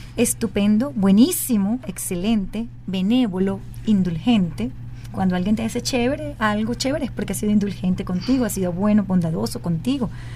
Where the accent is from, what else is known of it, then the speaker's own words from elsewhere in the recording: Venezuela; nos retrata como venezolanos.